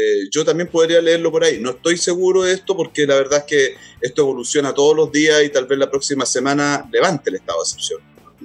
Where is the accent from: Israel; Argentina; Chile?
Chile; Talcahuano, Biobío; born there; Nací en Talcahuano yo también